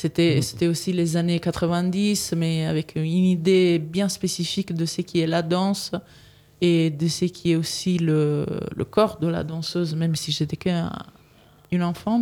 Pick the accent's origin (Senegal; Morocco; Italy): Italy; French is a second language; now in Saint-Étienne, France; avant, j'habitais à Villeurbanne. J'étais arrivée à Villeurbanne en 2015. Mais comme vous pouvez l'entendre, je suis pas française. Donc, je suis italienne. Je me suis installée en région Auvergne-Rhône-Alpes justement en 2015. Et donc, en 2019, je suis arrivée à Saint-Étienne.